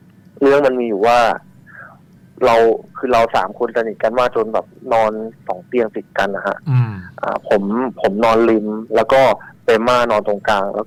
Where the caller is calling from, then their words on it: Bangkok, Thailand; กรุงเทพครับ